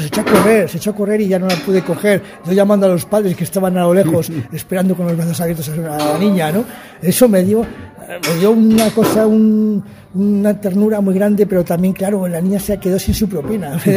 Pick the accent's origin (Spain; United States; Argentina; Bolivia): Spain; Valladolid, Castile and León; de Valladolid, de España.